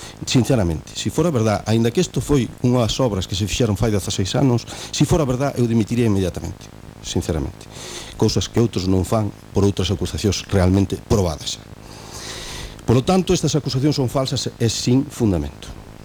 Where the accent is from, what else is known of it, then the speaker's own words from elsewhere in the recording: Arzúa, Galicia, Spain; Nos, sencillamente, somos unha familia que somos de Viñós, da Arzúa, de toda a vida